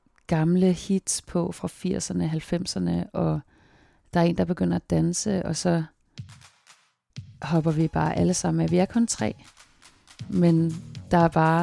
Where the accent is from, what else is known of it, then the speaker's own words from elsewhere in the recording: Zealand, Denmark; now in Copenhagen, Denmark; jeg kommer fra Falster, hvor jeg har gået gymnasiet og boede også alene i en periode, arbejdet og bare havde sabbatår. Besluttede mig for at flytte til København